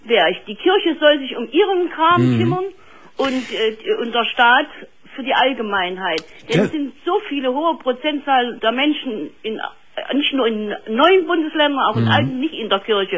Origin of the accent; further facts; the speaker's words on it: Jena, Thuringia, Germany; ich komme aus Jena.